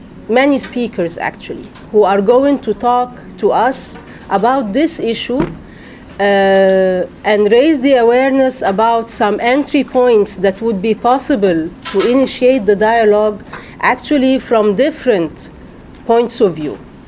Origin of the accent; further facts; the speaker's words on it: Egypt; I am from Soula, from Egypt.